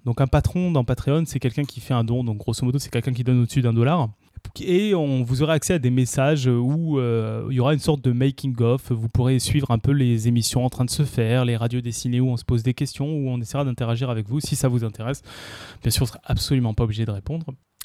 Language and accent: French; Tournefeuille, Occitanie, France; also born or lived in Paris; Non, je suis né à Paris, j'ai grandi à Tournefeuille.